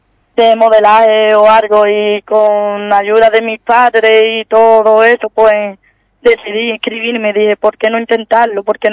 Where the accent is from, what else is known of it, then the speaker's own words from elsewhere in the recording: Ubrique, Andalusia, Spain; a Ubrique, porque mi pueblo lo quiero llevar yo arriba como pueda